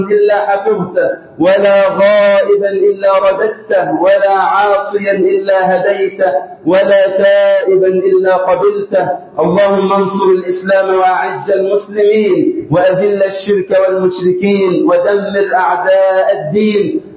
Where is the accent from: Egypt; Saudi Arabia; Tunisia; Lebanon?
Egypt; اللهم اجعل بلدنا مصر أمنا أمانا وسائر بلاد